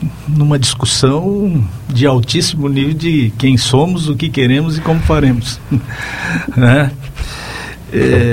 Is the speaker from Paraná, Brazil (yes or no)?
no; Bom Retiro, Santa Catarina, Brazil; Eu, como sou de Bom Retiro, no interior de Santa Catarina, eu tenho essa nítida realidade na minha consciência.